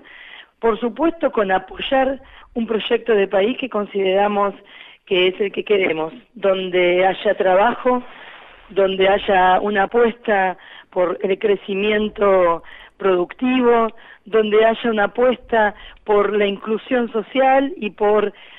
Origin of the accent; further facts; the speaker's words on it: Argentina; somos el pueblo argentino en su totalidad